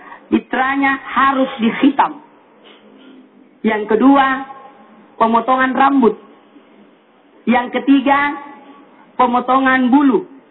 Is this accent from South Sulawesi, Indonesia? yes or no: yes; South Sulawesi, Indonesia; Ya, kalau daerah saya sih di Sulawesi Selatan namanya disunat.